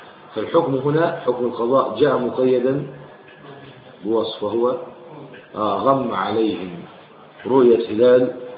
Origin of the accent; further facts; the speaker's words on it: Egypt; يعني هل يقال عندنا في مصر 100 مليون بني ادم؟